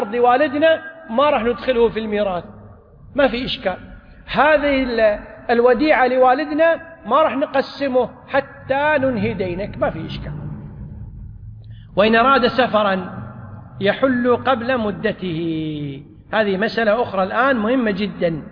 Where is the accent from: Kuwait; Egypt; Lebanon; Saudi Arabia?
Kuwait; والقانون عندنا في الكويت أن الديون المؤجلة